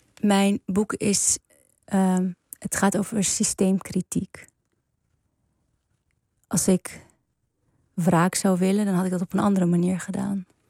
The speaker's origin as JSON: {"language": "Dutch", "town": "Amsterdam", "region": "North Holland", "country": "Netherlands", "tie": "born or raised there", "said": "Ook al ben je geboren en getogen in Amsterdam, in het Prinsengracht ziekenhuis."}